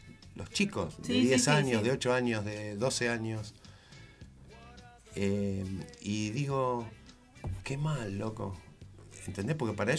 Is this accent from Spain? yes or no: no; Argentina; Porque los argentinos somos así.